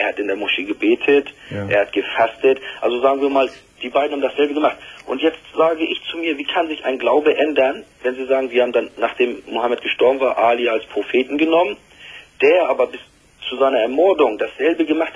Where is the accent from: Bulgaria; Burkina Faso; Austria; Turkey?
Turkey; German is a second language; now in Germany; ich bin Sunnit, ich bin Türke, ich bin dort geboren, 20 Jahre hier in Deutschland, meine Frau ist auch noch Kurdin dazu.